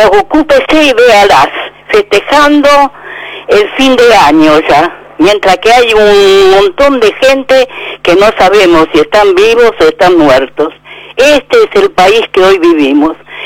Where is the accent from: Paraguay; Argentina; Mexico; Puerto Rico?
Argentina; Monte Grande, Buenos Aires Province; de Monte Grande.